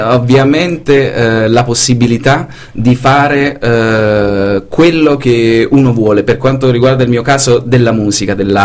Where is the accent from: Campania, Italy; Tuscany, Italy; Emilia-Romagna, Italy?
Campania, Italy; Salerno; moved away as an adult; now in Brussels, Belgium; Io sono originario di Salerno